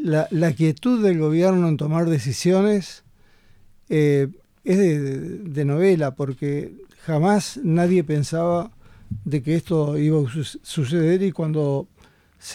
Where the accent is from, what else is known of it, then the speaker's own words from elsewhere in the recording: Maldonado, Uruguay; yo soy de Maldonado, a su vez, allá en la zona de Maldonado hay grandes emprendimientos de plantaciones de árboles